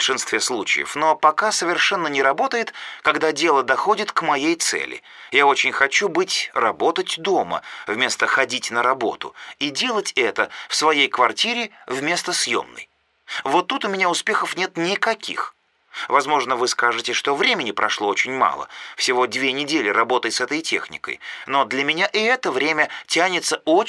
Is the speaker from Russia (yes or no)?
no; Kazakhstan; Я, наконец-то, в 30 лет, что по казахстанским стандартам как-то поздно, а я казашка и живу в Астане